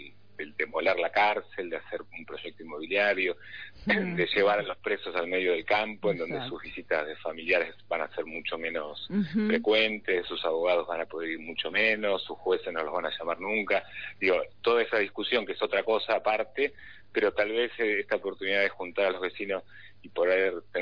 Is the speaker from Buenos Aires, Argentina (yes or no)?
yes; San Cristóbal, Buenos Aires, Argentina; yo hace 12 años que vivo en Devoto. Uh-huh. No nací en Devoto, soy de San Cristóbal